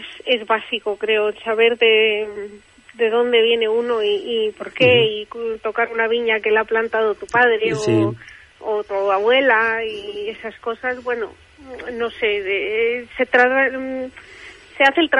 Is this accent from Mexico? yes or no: yes; Mexico; now in Spain; yo nací en México, yo me crié en México